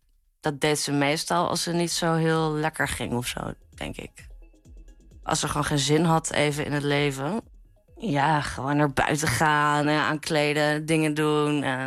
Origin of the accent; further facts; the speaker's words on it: Amsterdam, North Holland, Netherlands; Ik ben 29 jaar. Ik kom uit Amsterdam.